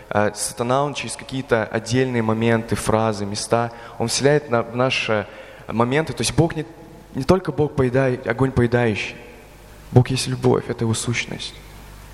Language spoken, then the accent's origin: Russian; Belgorod, Belgorod Oblast, Russia; я вообще из Белгорода